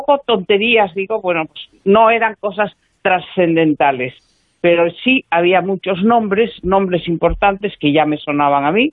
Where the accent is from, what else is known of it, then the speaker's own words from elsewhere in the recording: Galicia, Spain; porque nosotros somos gallegos y ella estaba en Galicia